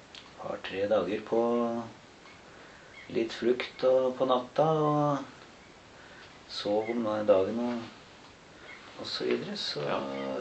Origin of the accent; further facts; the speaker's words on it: Hungary; now in Norway; Ja, nei, vi kom fra Ungarn. Altså, vi var ungarere.